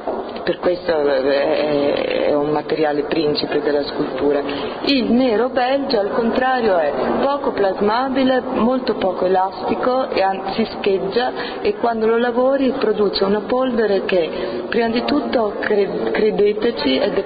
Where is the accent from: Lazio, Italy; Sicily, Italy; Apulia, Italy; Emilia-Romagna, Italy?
Lazio, Italy; Rome; born there; io sono nata a Roma e mio padre è americano di origine scozzese e irlandese